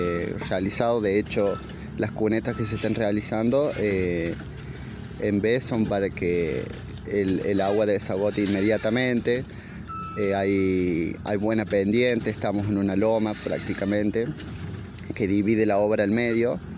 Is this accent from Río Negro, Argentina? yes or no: no; Villa Dolores, Córdoba, Argentina; La mayoría de los chicos somos de Villa Dolores, somos todos de acá de Tras la Sierra.